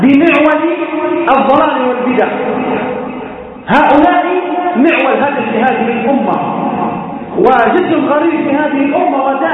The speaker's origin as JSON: {"language": "Arabic", "country": "Libya", "said": "كما يقال عندنا في ليبيا جماعة الكرة"}